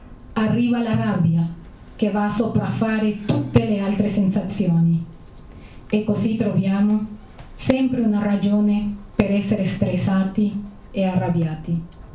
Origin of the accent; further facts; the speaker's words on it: Trentino-Alto Adige, Italy; parte delle sfide della mia vita come altoatesina